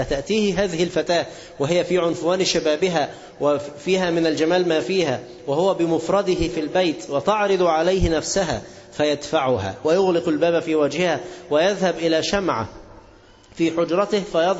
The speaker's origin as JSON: {"language": "Arabic", "country": "Egypt", "said": "أيام الإنجليز ما كانوا عندنا في مصر"}